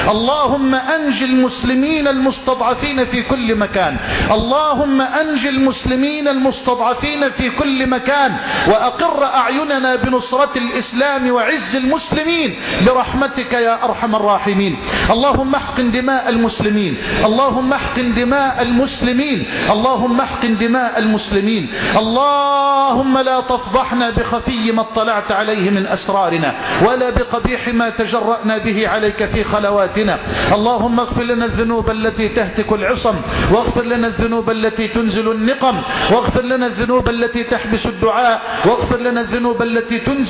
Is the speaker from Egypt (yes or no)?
yes; Egypt; اللهم اجعل بلدنا مصر واحة للأمن والأمان